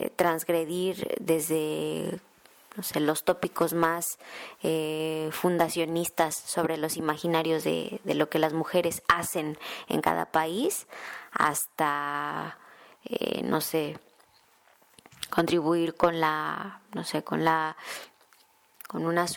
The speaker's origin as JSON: {"language": "Spanish", "country": "Mexico", "said": "Posteriormente viajé a México, que es de donde yo soy originaria, y colaboraba desde México"}